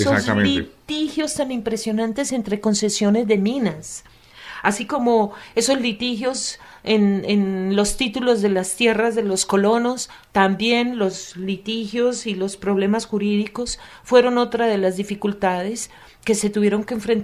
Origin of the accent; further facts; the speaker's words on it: Antioquia, Colombia; porque yo soy antioqueña